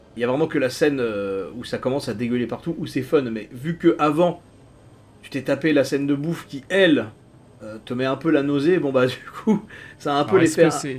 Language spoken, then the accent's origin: French; France; Déjà, chez nous, les concours de bouffe comme ça, c'est pas quelque chose de très répandu. Chez nous, en France, et même, j'irais jusqu'à dire en Europe, c'est surtout très américano-centré, ce genre de truc.